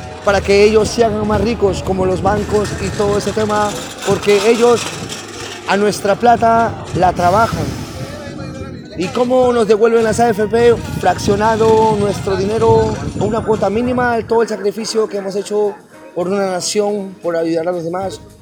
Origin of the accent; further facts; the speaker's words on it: Peru; de Perú, soy un artesano de la calle